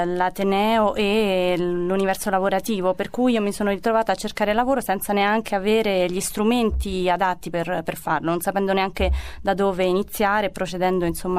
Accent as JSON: {"language": "Italian", "town": "Viterbo", "region": "Lazio", "country": "Italy", "moved": "as an adult", "lives_now": "Strasbourg, France", "said": "ho 33 anni, sono originaria di Viterbo. Ho lasciato l'Italia diverse volte, di quell'ultima nel 2013, per venire qui a Strasburgo a lavorare"}